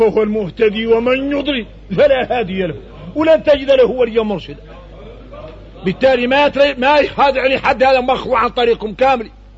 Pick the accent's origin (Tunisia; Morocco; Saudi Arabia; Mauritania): Mauritania; هذا احنا موريتاني